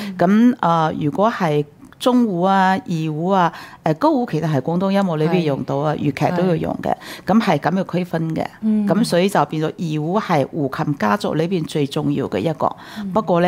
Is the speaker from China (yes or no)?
no; Taiwan; 因為我啲嗰陣時我喺台灣長大，學習的過程之中咧係比較艱辛啲嘅